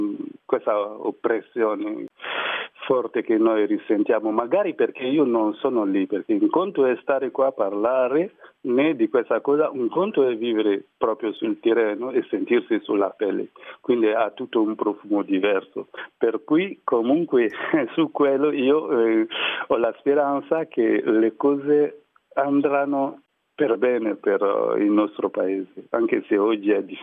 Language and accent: Italian; Côte d’Ivoire; now in Italy; Ho un bellissimo rapporto con la Costa d'Avorio, che è comunque il mio paese, mi piace tanto.